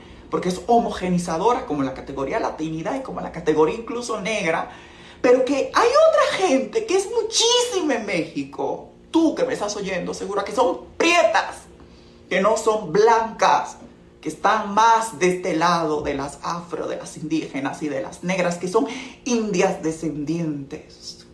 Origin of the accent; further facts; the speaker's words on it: Dominican Republic; Yo vengo de un contexto de República Dominicana donde hay colegios, ¿no?